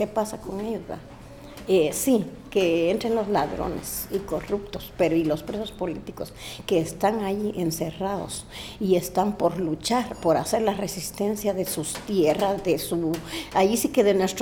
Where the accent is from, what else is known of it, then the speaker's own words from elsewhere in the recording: Jalapa, Guatemala; vengo de Santa María, Xalapán, Xalapa. Y me identifico mujer xinca y feminista comunitaria.